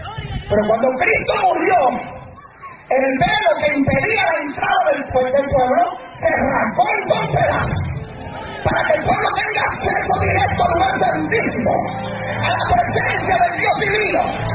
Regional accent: Puerto Rico; Digo, si yo soy puertorriqueño, escúchame si ya soy malo aquí.

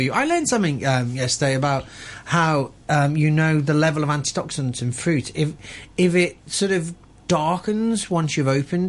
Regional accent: Liverpool, North West England, United Kingdom; I'm from Liverpool

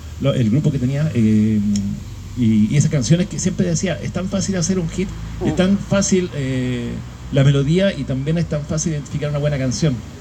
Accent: San Fernando, O'Higgins, Chile; Yo soy de San Fernando, entonces llegaba los fines de semana a ver a mi mamá acá en Santiago

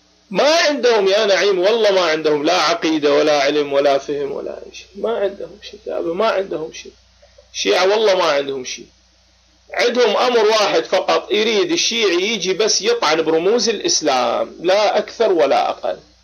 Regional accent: Baghdad, Baghdad Governorate, Iraq; لا أنا من العراق، أنا عراقي بغدادي. نعم تمام، أنا عراقي.

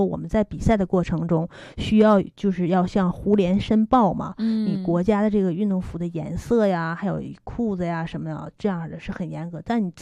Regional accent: Harbin, Heilongjiang, China; 我也是哈尔滨人

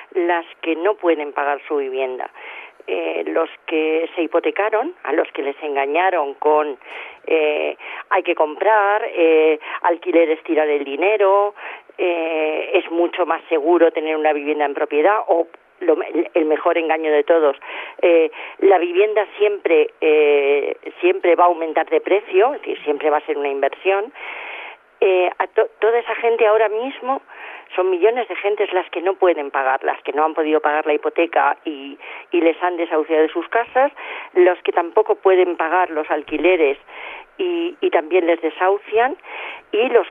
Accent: Madrid, Community of Madrid, Spain; yo soy de Chamberí, por ejemplo, y además de estar en oficina de vivienda, estoy en mi grupo de vivienda de Chamberí

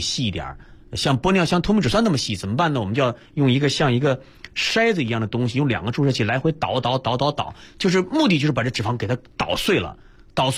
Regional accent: Northeast China, China; 像我们东北人哈常见的一种

